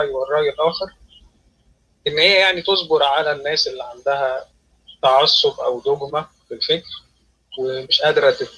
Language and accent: Arabic; Alexandria, Alexandria Governorate, Egypt; أنا اسكندراني يا جماعة